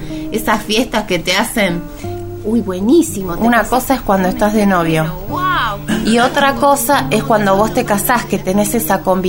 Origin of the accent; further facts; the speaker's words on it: Argentina; vecina, usted me conoce, soy argentina